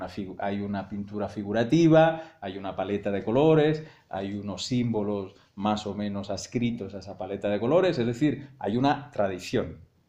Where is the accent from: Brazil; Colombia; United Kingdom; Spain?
Spain; yo soy muy, muy necio porque soy muy español